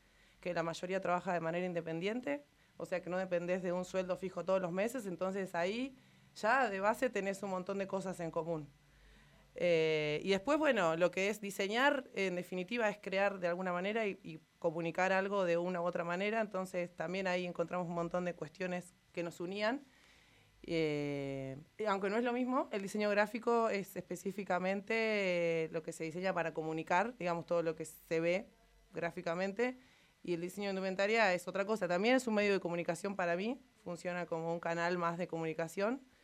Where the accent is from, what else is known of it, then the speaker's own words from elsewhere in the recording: Santa Rosa, La Pampa, Argentina; also born or lived in La Plata; a los 2 años míos nos vinimos para acá, o sea, me crié en Santa Rosa, tengo toda mi familia acá.